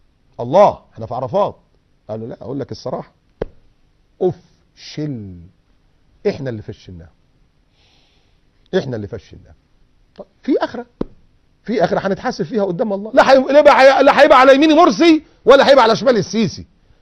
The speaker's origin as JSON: {"language": "Arabic", "country": "Egypt", "said": "بيفكرنا ايام الزلزال اللي حصل عندنا في مصر"}